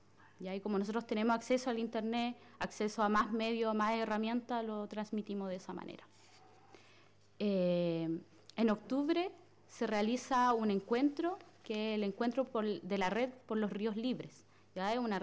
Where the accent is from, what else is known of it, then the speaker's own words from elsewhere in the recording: Malén Leubú, Biobío, Chile; Nosotras con … somos de Malén Leubú